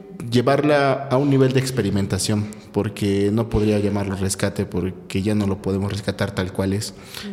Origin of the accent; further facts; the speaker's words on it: Mexico; personas que crecimos en la ciudad, pero que nos vemos interesados por lo que nos pertenece como mexicanos